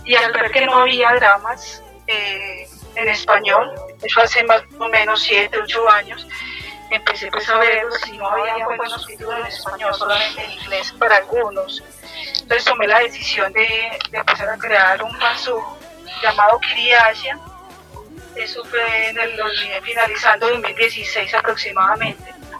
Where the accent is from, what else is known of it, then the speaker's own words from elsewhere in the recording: Colombia; soy de Colombia.